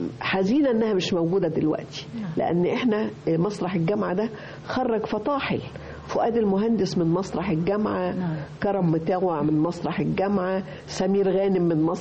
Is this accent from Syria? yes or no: no; Alexandria, Alexandria Governorate, Egypt; born or raised there